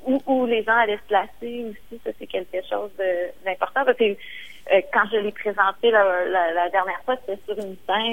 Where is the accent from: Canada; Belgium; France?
Canada; Montreal, Quebec; Puis moi, je viens de Montréal. Puis, ironiquement, on est une île, mais on n'a pas l'impression qu'il y a de l'eau autour de nous.